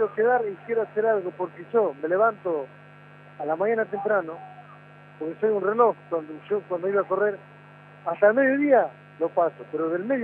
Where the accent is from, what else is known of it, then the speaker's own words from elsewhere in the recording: Santa Fe, Argentina; yo soy de Santa Rosa Lima, Santa Fe, un barrio muy humilde. y nací, soy de ahí